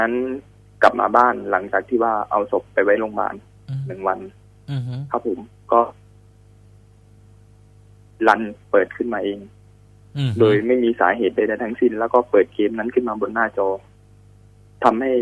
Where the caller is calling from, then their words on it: Samut Prakan, Thailand; ผมอยู่สมุทรปราการครับตอนนี